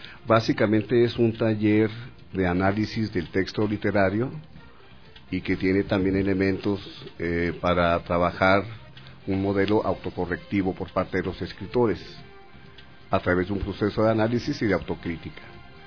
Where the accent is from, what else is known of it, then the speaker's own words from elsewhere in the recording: Ciudad Juárez, Chihuahua, Mexico; Yo soy de Ciudad Juárez. Yo vivo donde empieza o donde termina América Latina. Dentro de México somos una ciudad y una cultura periférica, es muy externa.